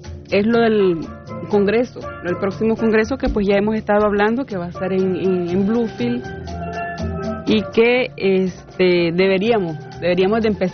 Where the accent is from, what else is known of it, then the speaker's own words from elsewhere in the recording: Caribbean coast, Nicaragua; Yo pues soy caribeña y sí la conozco, pero pues muchos no.